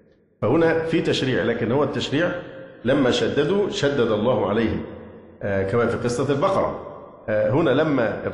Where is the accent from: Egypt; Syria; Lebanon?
Egypt; Upper Egypt; وما يحدث عندنا في الصعيد